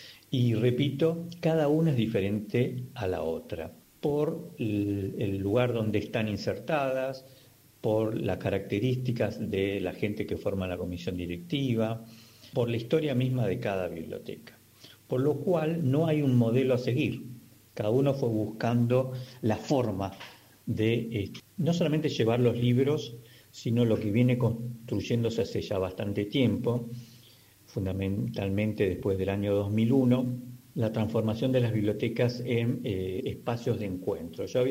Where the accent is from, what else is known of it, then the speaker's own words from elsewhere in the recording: Buenos Aires, Argentina; born there; Yo nací casi en bibliotecas en Buenos Aires.